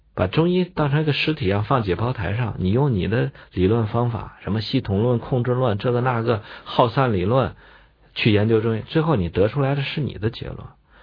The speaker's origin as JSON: {"language": "Chinese", "country": "China", "said": "所以这个甲子是我们中国人的纪年的方法"}